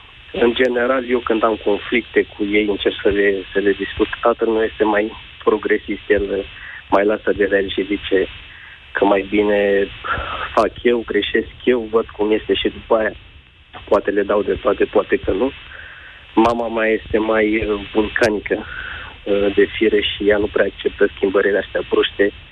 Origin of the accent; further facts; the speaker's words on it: Craiova, Dolj, Romania; Sunt din Craiova.